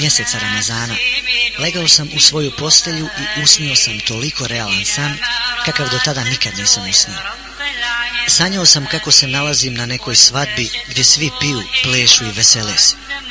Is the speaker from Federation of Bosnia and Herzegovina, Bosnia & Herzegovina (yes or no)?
no; Banja Luka, Republika Srpska, Bosnia & Herzegovina; born there; Rođen sam u Banja Luci 1974. godine od oca Adema i majke Amire. Od malih nogu su me učili da ima Boga i da se u njega mora vjerovati